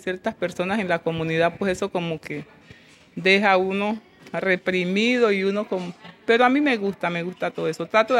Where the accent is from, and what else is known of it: Chocó, Colombia; born or raised there; also born or lived in Valle del Cauca